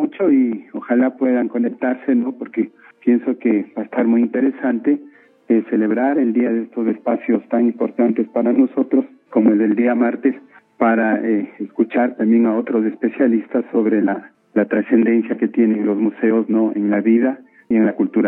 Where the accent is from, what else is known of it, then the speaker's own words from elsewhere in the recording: Quito, Pichincha, Ecuador; No se diga nosotros como ciudadanos ecuatorianos o quiteños, ¿no es cierto?